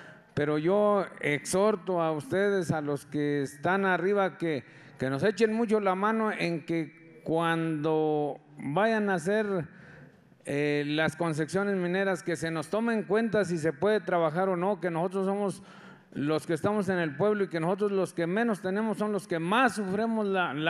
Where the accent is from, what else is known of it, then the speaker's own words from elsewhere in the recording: Ojo de Agua, San Luis Potosí, Mexico; vengo de la comunidad de Ojo de Agua.